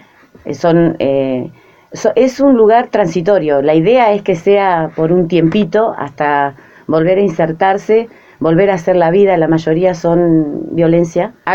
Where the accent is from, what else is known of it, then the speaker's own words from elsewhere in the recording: Azul, Buenos Aires Province, Argentina; yo soy de Azul, pero mi esposo es de La Prida. Mis hijos son lapridenses